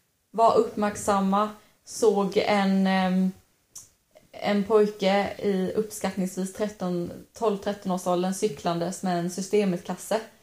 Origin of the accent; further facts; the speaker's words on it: Sävsjö, Jönköping County, Sweden; Vi kommer ju från Sävsjö allihopa, Sävsjö kommun.